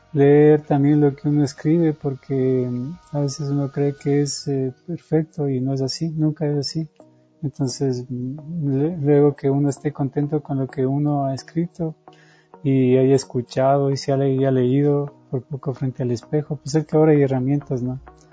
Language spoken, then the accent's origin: Spanish; Ecuador; Entonces, como ecuatorianos, nosotros somos extraños en tierra propia, nos olvidamos lo maravilloso que es el país.